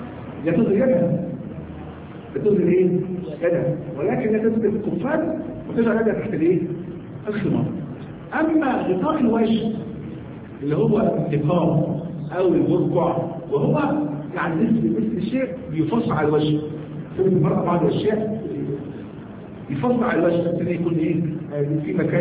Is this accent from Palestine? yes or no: no; Egypt; احنا عندنا في مصر هنا بنتكلم عن الحذاء